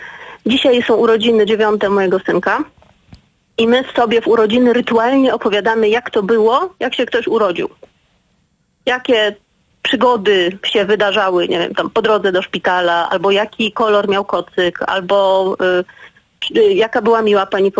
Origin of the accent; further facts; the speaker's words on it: Silesian Voivodeship, Poland; Ja pochodzę z pogranicza Śląska Górnego i Cieszyńskiego.